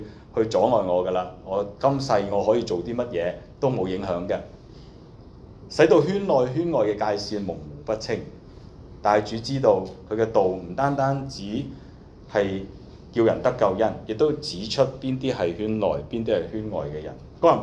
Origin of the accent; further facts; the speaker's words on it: China; 頭先我哋中國人有一句嘅説話叫吃裏扒外